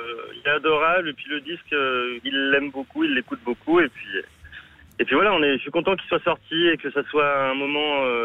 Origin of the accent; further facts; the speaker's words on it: Clermont-Ferrand, Auvergne-Rhône-Alpes, France; Moi je viens du centre de la France, de Clermont-Ferrand.